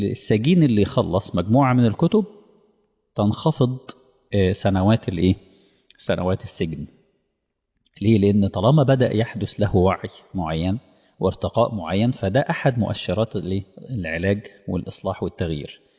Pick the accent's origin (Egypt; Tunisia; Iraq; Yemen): Egypt; إحنا عندنا في مصر كان مشروع مشهور جدا للقراءة للجميع